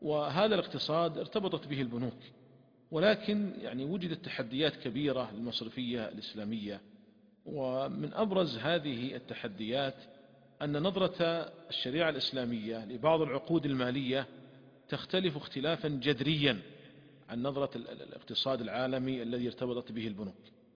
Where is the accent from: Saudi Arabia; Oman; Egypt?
Saudi Arabia; وتطورت تطورا كبيرا عندنا في المملكة العربية السعودية